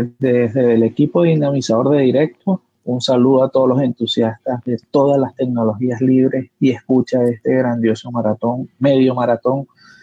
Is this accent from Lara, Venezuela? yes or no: no; Caracas, Capital District, Venezuela; soy de Caracas, Venezuela